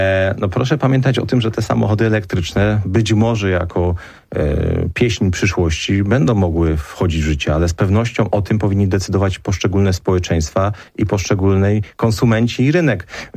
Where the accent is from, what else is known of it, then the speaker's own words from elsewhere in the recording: Silesian Voivodeship, Poland; ja też pochodzę z województwa śląskiego